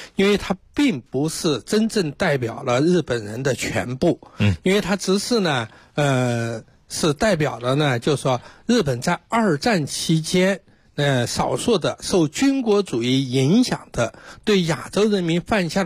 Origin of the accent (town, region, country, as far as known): China